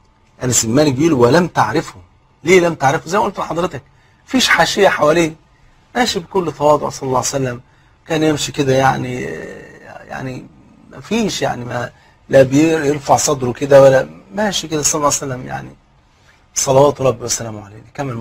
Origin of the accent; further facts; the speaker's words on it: Egypt; وزي ما يقول كده المثل عندنا في مصر، اللي ما يعرفك يجهلك